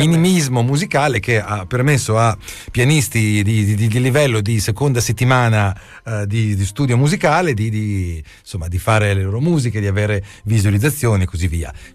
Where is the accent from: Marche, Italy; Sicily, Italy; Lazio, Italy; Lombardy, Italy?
Marche, Italy; Pesaro; born there; in particolare a Pesaro, che tra l'altro è anche la mia città natale oltre ad essere la città di Rossini.